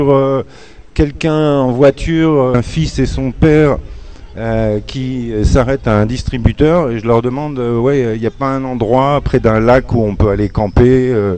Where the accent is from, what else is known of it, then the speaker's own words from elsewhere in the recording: Paris, Île-de-France, France; born there; Moi, bon, je suis né à Paris